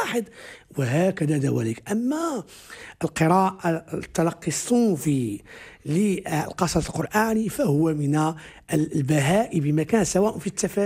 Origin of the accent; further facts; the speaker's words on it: Morocco; accent: Moroccan Darija; حين نتحدث مثلا في دارجتنا المغربية